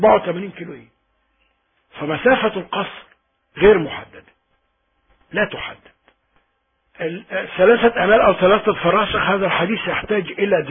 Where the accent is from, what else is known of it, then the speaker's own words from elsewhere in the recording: Iraq; moved away as an adult; نحن خرجنا من العراق بسبب الحرب،